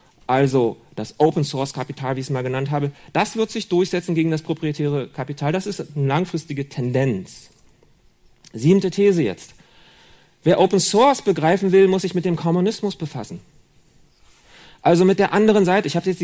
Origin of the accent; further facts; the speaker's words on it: Berlin, Germany; Oder in Berlin, wo ich herkomme.